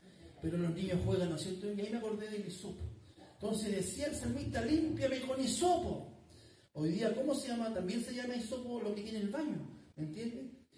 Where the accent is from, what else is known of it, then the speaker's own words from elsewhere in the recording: Chile; Pero así somos los chilenos.